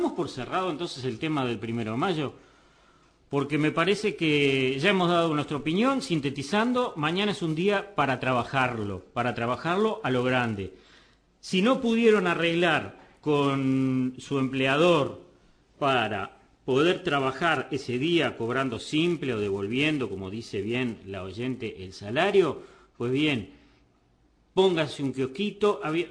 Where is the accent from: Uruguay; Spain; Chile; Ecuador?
Uruguay; me duele decirlo porque yo también soy uruguayo